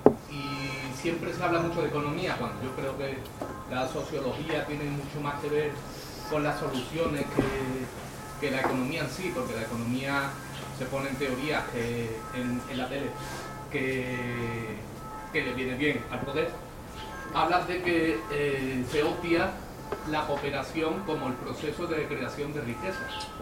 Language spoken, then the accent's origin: Spanish; Lebrija, Andalusia, Spain; yo soy primo de Lebrija